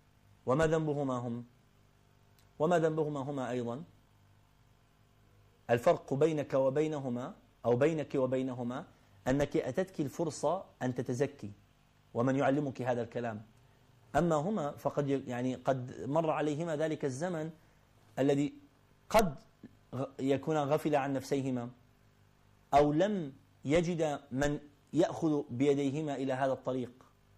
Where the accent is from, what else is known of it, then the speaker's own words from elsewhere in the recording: Iraq; moved away; also born or lived in Kuwait; انتقلنا من العراق إلى الكويت، كان جو المدرسة مختلف